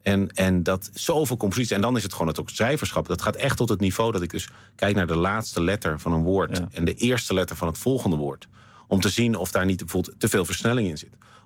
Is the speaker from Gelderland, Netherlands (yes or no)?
no; Amsterdam, North Holland, Netherlands; born there; Want ik ben geboren in Amsterdam, maar op een gegeven moment hier terechtgekomen.